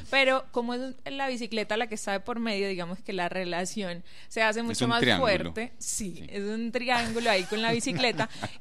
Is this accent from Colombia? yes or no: yes; Sincelejo, Sucre, Colombia; now in Medellín, Colombia; yo vengo de una ciudad pequeña de la costa atlántica colombiana, se llama Sincelejo, pero llegué a Medellín hace 12 años aproximadamente.